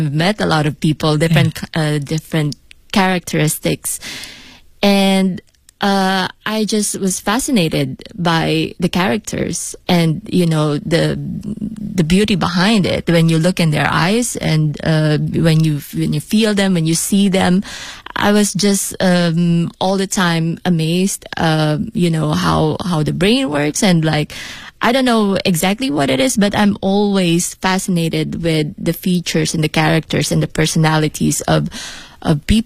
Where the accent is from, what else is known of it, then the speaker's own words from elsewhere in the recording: Philippines; now in Beijing, China; I'm an artist from the Philippines. And yes, I'm here in Beijing to promote my show. But actually, I've been living here for like 4 years now.